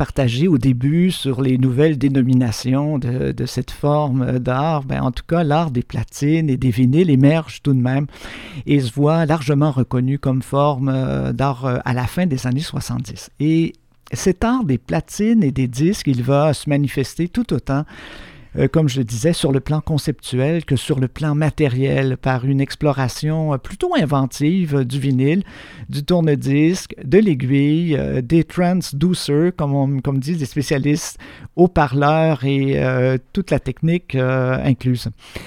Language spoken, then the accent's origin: French; Quebec, Canada; Chez nous, au Québec, on a quelques pionniers de cette forme de création